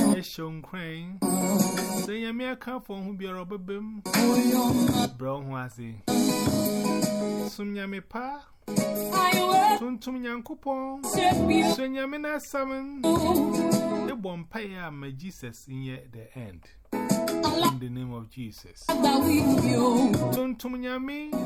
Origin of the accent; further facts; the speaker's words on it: Ghana; English is a second language; So I'm from Ghana, West Africa.